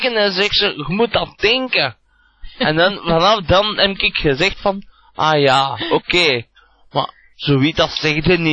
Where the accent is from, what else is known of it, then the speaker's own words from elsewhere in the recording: Zaventem, Flanders, Belgium; En dat ik dan bij ons in Zaventem dan, hè, dat ja. is de ja. dingen waar dat ik vanaf kom.